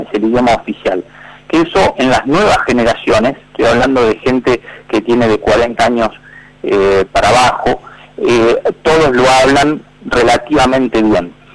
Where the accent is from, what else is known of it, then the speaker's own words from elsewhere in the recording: Argentina; no solo a nosotros como argentinos